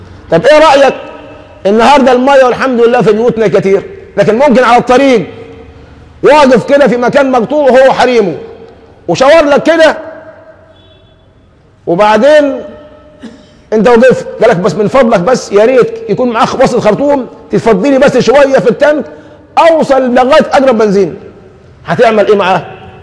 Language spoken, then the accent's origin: Arabic; Egypt; وحتى عندنا كمصريين دمنا خفيف قوي